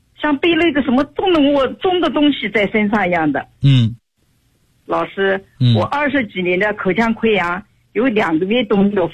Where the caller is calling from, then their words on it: Nanjing, Jiangsu, China; 我是南京的一个学员，今年60岁了。